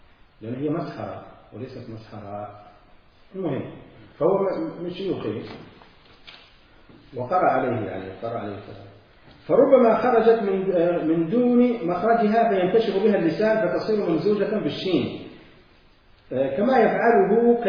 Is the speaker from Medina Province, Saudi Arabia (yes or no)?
yes; Medina, Medina Province, Saudi Arabia; accent: Hijazi; هنا أهل الحجاز يعني لهجتنا في المدينة